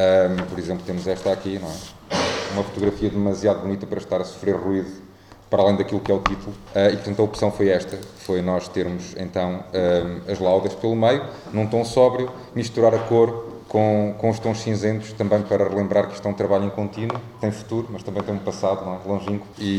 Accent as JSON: {"language": "Portuguese", "region": "Aveiro", "country": "Portugal", "said": "houve muitos recantos que eu, sendo aveirense, desconhecia em pleno."}